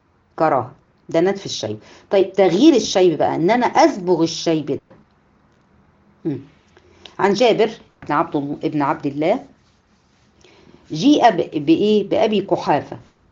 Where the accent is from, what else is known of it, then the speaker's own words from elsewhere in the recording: Egypt; ولكن هنا عندنا في مصر